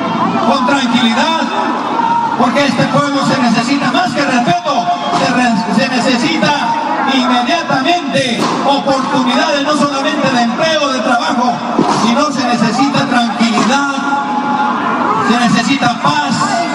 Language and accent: Spanish; Peru; Los peruanos somos inteligentes, los peruanos sabemos conducirnos